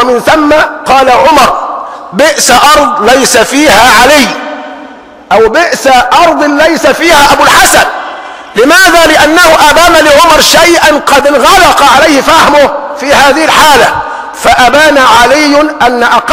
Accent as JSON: {"language": "Arabic", "country": "Egypt"}